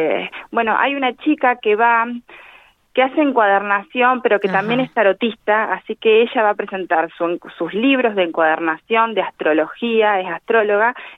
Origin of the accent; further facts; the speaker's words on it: Argentina; como argentinos y tener esta gastronomía tan variada